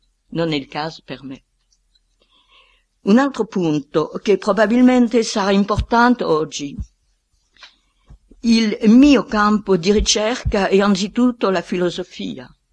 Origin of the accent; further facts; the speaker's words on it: France; Italian is a second language; Allora, io sono un francese, non devo propormi dei termini italiani molto rari.